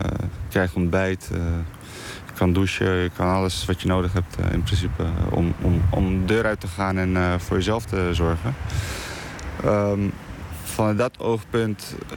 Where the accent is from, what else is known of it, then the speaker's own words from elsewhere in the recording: Bosnia & Herzegovina; now in Netherlands; Want ik kom zelf uit Bosnië dus. En het is iets wat je daar nooit zou zien.